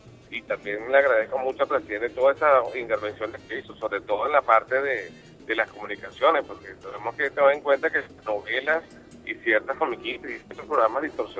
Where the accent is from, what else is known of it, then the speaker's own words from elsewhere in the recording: Venezuela; yo con Venezuela, estoy en mi país y me siento orgulloso de vivir en ella.